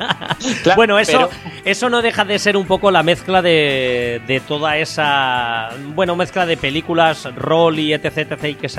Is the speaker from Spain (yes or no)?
yes; Spain; yo soy español, pero no de Vox.